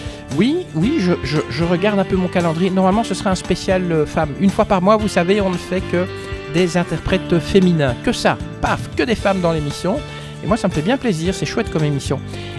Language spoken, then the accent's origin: French; Belgium; accent: Belgian; J'ai mon accent parfois qui revient. Tiens, en fait, il y a un truc que je voudrais dire à nos amis français. Vous savez que l'accent belge, ça n'existe pas